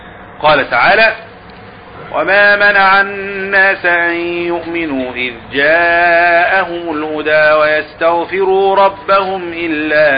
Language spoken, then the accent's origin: Arabic; Egypt; وحصلت الزلزلة اللي حصلت من كام سنة ديت عندنا في مصر